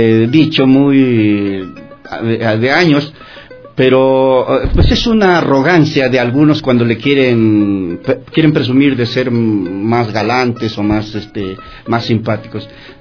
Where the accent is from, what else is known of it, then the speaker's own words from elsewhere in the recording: Mexico; now in -; yo vengo de México y que estoy contento, alegre de estar en Quito.